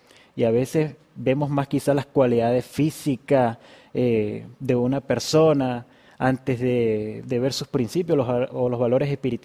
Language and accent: Spanish; Venezuela; moved away; yo me vine de Venezuela hace algún tiempo, soy soltero